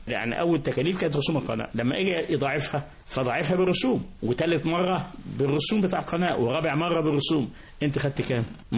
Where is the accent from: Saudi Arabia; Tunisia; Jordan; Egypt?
Egypt; Port Said, Port Said Governorate; أنا بورسعيدي، خدها بقى من بورسعيد، من البيئة هنا نعيشتها.